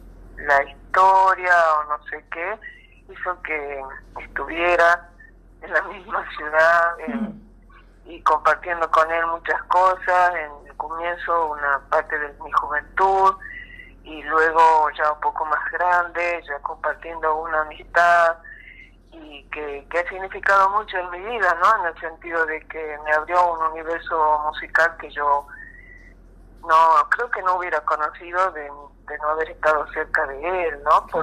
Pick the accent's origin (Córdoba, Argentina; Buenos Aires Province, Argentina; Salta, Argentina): Salta, Argentina; now in Buenos Aires, Argentina; Bueno, yo nací en Salta. He vivido la mitad de mi vida más o menos en Salta y la otra mitad ya me vine a vivir a Buenos Aires.